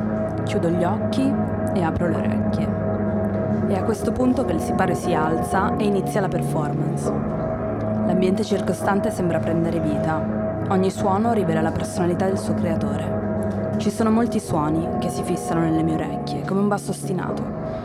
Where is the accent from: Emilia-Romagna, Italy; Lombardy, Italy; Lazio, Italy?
Lombardy, Italy; Milan; Poi sicuramente noi siamo di Milano